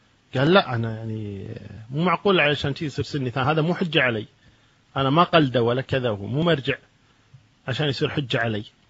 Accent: Kuwait; عندنا في الكويت في منطقة الدسمة

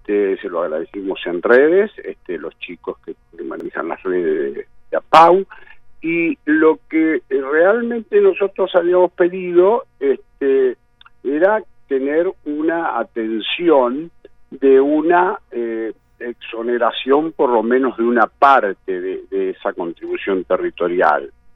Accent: Argentina; yo soy argentino nacionalista, adoro mi país y lo quiero

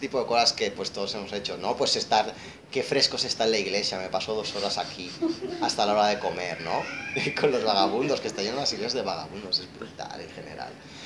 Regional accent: Romania; Es que yo soy húngaro de Rumanía. O sea, yo no soy ni rumano ni húngaro. De Hungría, yo soy un húngaro en Rumanía.

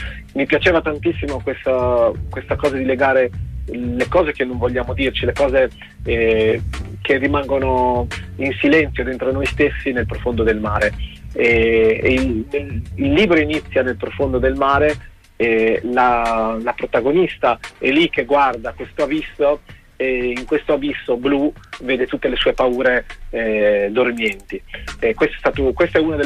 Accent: Pesaro, Marche, Italy; E sono di Pesaro e il nostro mare ha quella è veramente strano, perché è profondo

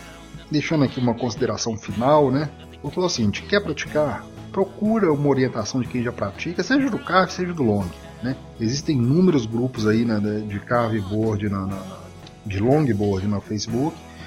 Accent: Minas Gerais, Brazil; Então a gente é do interior de Minas.

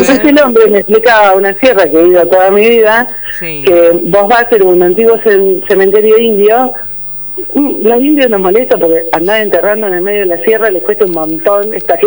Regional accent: Tandil, Buenos Aires Province, Argentina; Soy de Tandil y nunca recargué energía.

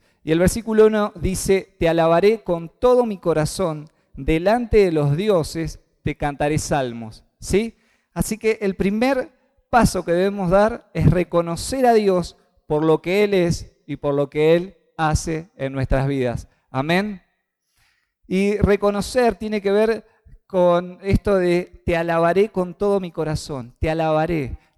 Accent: Basail, Chaco, Argentina; moved away; pude ir hasta el Chaco, la pasamos muy bien, pude ir a mi pueblo, no sé si alguna vez han escuchado el pueblo de Basail

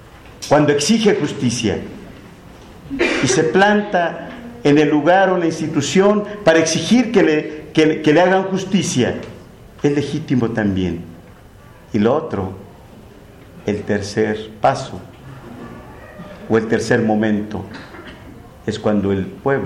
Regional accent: Atenco, State of Mexico, Mexico; yo soy de Atenco

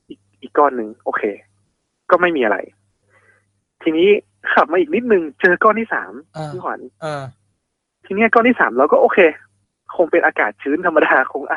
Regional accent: Northern Thailand, Thailand; ด้วยความที่ผมเป็นคนเหนือเนาะ

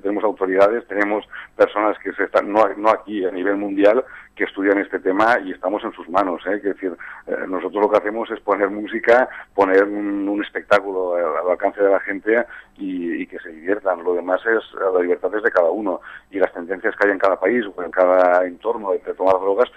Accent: Fraga, Aragon, Spain; Yo estoy allí en Fraga, nosotros somos gente de pueblo, gente muy popular, somos de aquí, de España, y nos movemos prácticamente poco

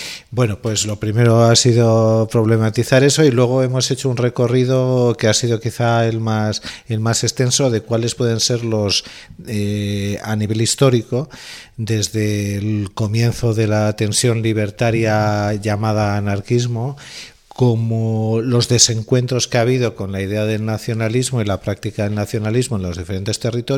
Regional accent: Bilbao, Basque Country, Spain; Yo vengo de la ciudad de Bilbao, donde hay una realidad concreta.

